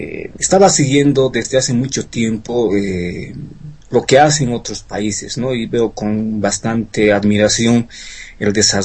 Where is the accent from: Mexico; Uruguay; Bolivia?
Bolivia; En mi país, en Bolivia, lamentablemente estamos muy rezagados